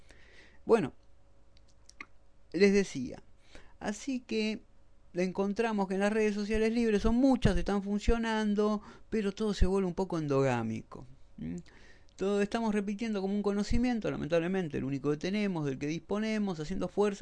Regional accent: Argentina; Yo soy argentino

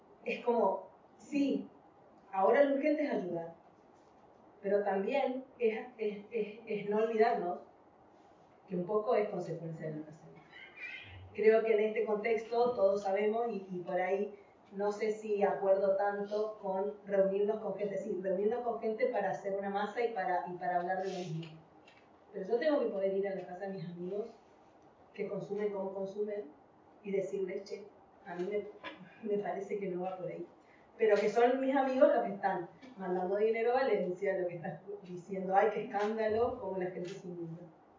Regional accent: Chaco, Argentina; now in Spain; Yo vengo de Argentina, el norte de Argentina, que sufre extractivismo todo el tiempo. Bueno, vengo de Chaco, que tiene como el último bosque nativo y que está siendo explotado.

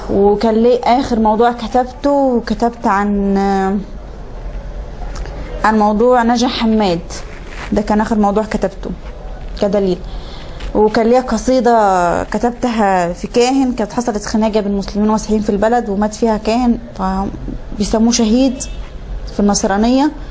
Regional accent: Tawfiqiya, Minya Governorate, Egypt; born there; والحمد لله ربنا أنعم علي بنعمة الإسلام. أنا من مواليد التوفيقية، مركز صملوط، محافظة المنيا، مواليد يناير 93، 1/1/93.

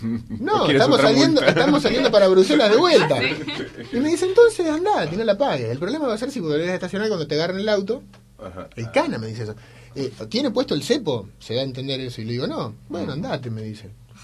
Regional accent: Argentina; allá digo porque yo soy de Argentina, ¿no?

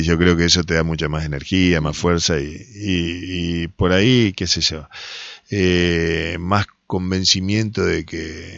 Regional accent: Entre Ríos, Argentina; Yo me crié acá, nací acá en San Luis 241 hasta que me casé y me fui al barrio Lesca, pero nací en San Luis y Pueyrredón, me crié, hice toda mi juventud, mi vida, mi niñez

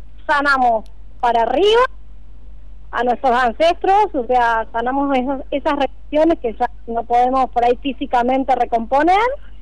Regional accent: Buenos Aires, Argentina; now in Mendoza, Argentina; Yo soy de Buenos Aires, pero vivo en Mendoza.

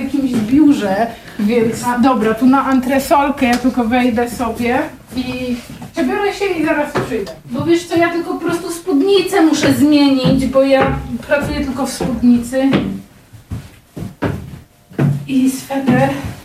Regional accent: Pomeranian Voivodeship, Poland; ja pochodzę z Kociewia i tam są rzeki, a tam, gdzie są rzeki, zawsze jest glina. Moi rodzice mają taki domek w Sztyklinie

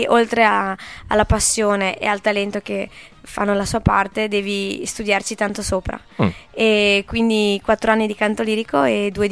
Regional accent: Codigoro, Emilia-Romagna, Italy; now in Villa del Bosco, Italy; Io sono originaria della provincia di Ferrara. Codigoro, ciao a tutti i codigoresi all'ascolto. Però abito in un altro grandissimo paese, famosissimo, che è Villa del Bosco, che è poco distante da Piove di Sacco.

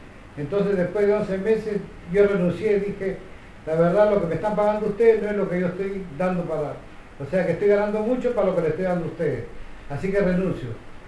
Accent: Peru; nosotros los peruanos somos muy devotos del Señor de los Milagros

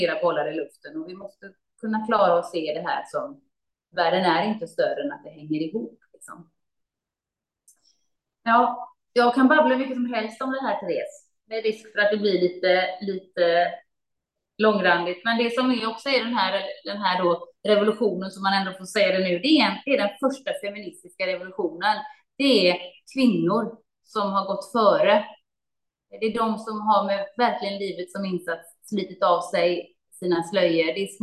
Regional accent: Gothenburg, Västra Götaland County, Sweden; Det var 80-talet när jag växte upp i Göteborg.

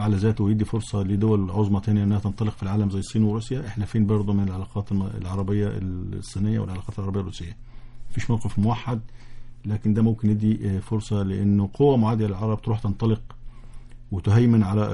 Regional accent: Egypt; بس احنا اللي يخصنا كمصريين وكعرب من الموضوع

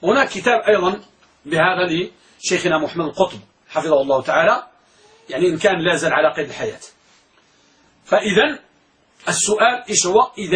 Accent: Morocco; وعندنا في المغرب مثل يقول، يقولون الكلام إذا دار بين اثنين شاع، والعلم إذا لم يقيد ضاع.

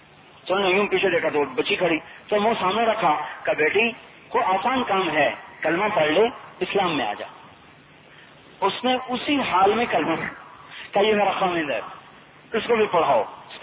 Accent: Khanewal, Punjab, Pakistan; ایک خانے والا ہمارا ضلع خانے والا، پہلے ملتان کا خانے والا

